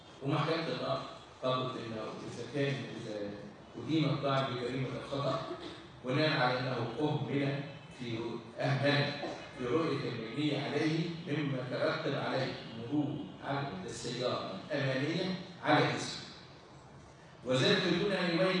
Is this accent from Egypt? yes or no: yes; Egypt; انت عارفين احنا كمصريين